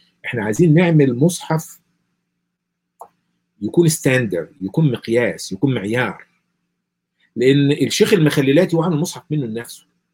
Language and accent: Arabic; Egypt; إحنا ما إحنا بنتكلم اللهجة اللي أنا بقولها ديت اللهجة المصرية.